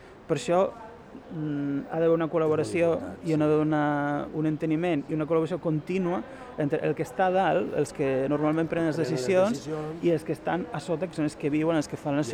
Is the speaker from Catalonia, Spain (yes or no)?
no; Galicia, Spain; jo com a gallec també tindria coses a dir de com cuineu a Barcelona